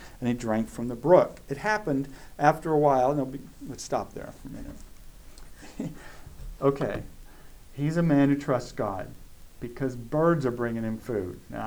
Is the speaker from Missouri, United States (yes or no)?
no; California, United States; I grew up in Southern California.